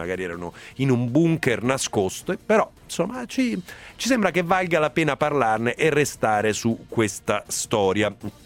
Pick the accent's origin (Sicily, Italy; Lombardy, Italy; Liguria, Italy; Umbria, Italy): Umbria, Italy; Bevagna; le origini sono umbre, sono di Bevagna in provincia di Perugia